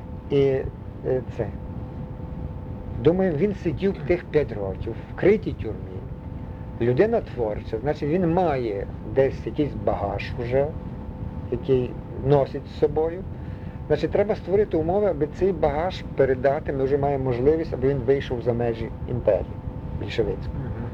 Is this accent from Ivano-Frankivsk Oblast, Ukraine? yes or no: yes; Ivano-Frankivsk, Ivano-Frankivsk Oblast, Ukraine; Тут на набережні в Станіславі жили. Він з Івано-Франківська, я з Івано-Франківська